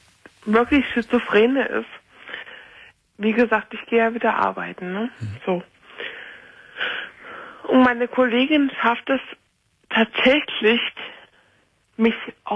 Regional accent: Saxony-Anhalt, Germany; now in Frankfurt, Germany; Ich wohne jetzt in Frankfurt. Mhm. Ich komme ursprünglich aus Sachsen-Anhalt. Meine Familie wohnt auch da.

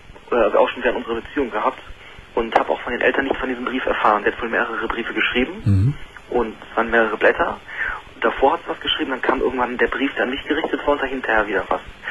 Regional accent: Düsseldorf, North Rhine-Westphalia, Germany; now in Freiburg, Germany; Und ich komme aus Düsseldorf ursprünglich, wohne jetzt in Freiburg.

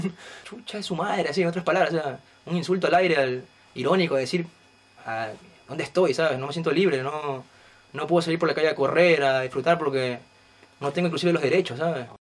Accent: Ecuador; moved away; soy de Ecuador y llevo aquí 3 años.

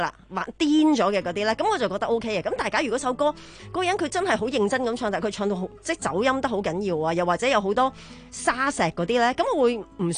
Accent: Hong Kong; accent: Cantonese; 我哋香港人系有个广东腔喺度噶嘛

